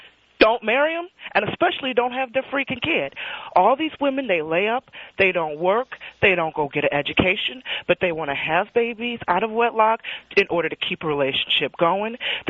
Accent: United States; I don't blame you, okay? I'm American.

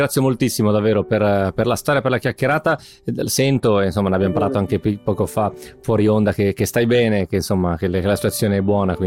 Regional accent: Piedmont, Italy; now in Lombardy, Italy; Io da Milan, poi da milanese adottato, perché io sono piemontese della provincia di Novara, però insomma da uomo che ormai vive in Lombardia

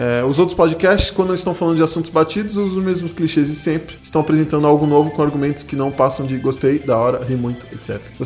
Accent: Lindóia, São Paulo, Brazil; moved away as an adult; tenho 23 anos, sou de Lindóia, interior de São Paulo, cidade da água, conheço só água Lindóia, água de Lindóia. Aí mais me mudei para a Grande São Paulo faz um mês.

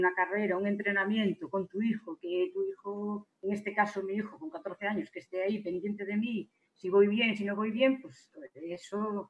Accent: Galicia, Spain; siendo gallega

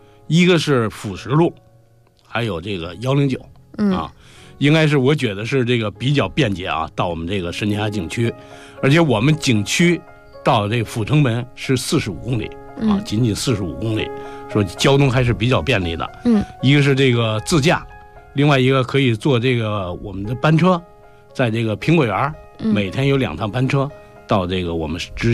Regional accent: Tanchang Village, Beijing, China; 我是来自门头沟区妙峰山镇探场村

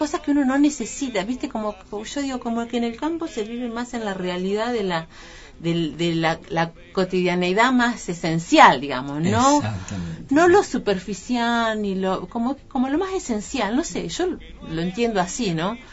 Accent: San Antonio Este, Río Negro, Argentina; Yo nací en un pueblo de Río Negro, que es en la costa, que se llama San Antonio Este. Un pueblo de pescadores, de gente dedicada a la pesca.

